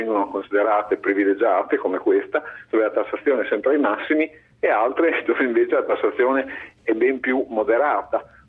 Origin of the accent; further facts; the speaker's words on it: Bologna, Emilia-Romagna, Italy; Io, ad esempio, sono di Bologna